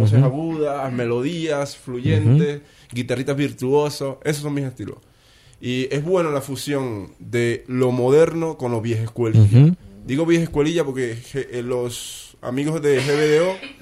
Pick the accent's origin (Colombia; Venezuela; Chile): Venezuela; now in Buenos Aires, Argentina; me fui de Venezuela, estoy en Buenos Aires.